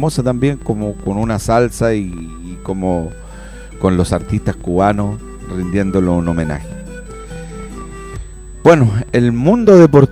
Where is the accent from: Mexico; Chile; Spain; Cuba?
Chile; Somos sudamericanos, somos un continente de paz, de armonía, y nosotros como chilenos nos acongoja todo lo acontecido.